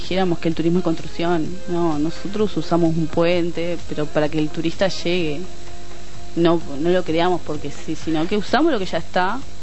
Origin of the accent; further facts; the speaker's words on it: Rocha, Uruguay; yo soy de Rocha a Rocha